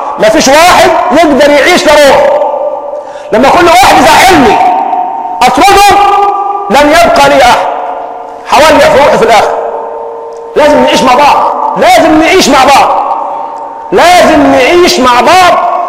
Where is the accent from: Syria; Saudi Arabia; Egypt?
Egypt; اللهم حول حالنا كمصريين الى احسن حال